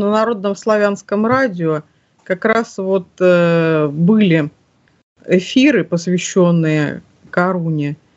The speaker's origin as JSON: {"language": "Russian", "region": "Siberia", "country": "Russia", "tie": "born or raised there", "said": "я родом из Сибири."}